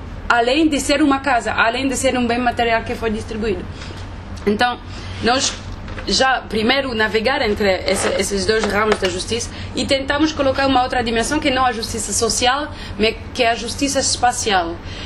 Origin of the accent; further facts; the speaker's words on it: France; eu sou francesa, fiz o doutoramento na África do Sul.